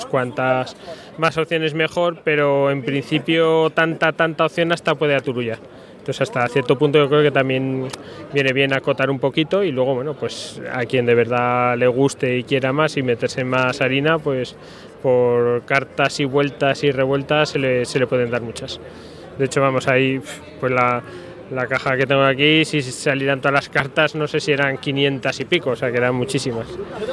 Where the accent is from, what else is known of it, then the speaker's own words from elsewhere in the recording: Aragon, Spain; porque soy de Aragón y ahí somos un poco burros